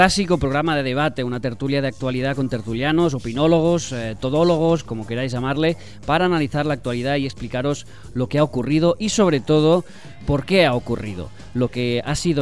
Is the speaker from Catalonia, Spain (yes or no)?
yes; Catalonia, Spain; yo soy catalán